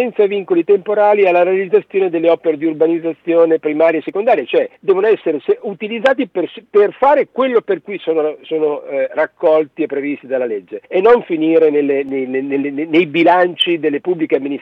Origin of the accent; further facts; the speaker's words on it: Bologna, Emilia-Romagna, Italy; visto che sono di Bologna